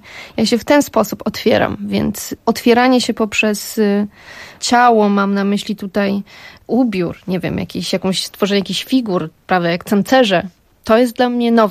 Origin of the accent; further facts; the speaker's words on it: Lesser Poland, Poland; jestem sądeczanką, pochodzę z przepięknego Beskidu Sądeckiego i góry są moim środowiskiem naturalnym. Tam siebie poszukiwałam, tam jest moja rodzina. Ja wciąż tam wracam.